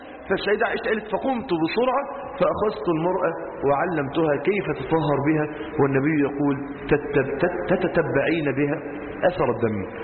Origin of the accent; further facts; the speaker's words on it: Egypt; لو عندنا في مصر 20 نهر نيل